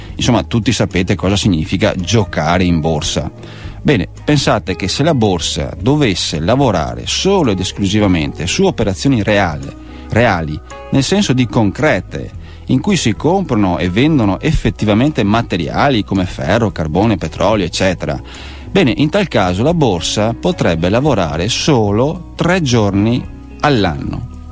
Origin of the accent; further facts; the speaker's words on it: Veneto, Italy; accent: Venetian; come sentirete dall'accento sono veneto